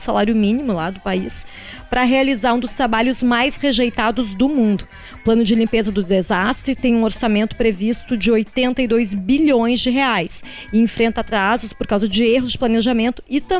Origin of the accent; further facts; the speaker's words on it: Porto Alegre, Rio Grande do Sul, Brazil; a minha infância aqui em Porto Alegre foi muito em contato com a natureza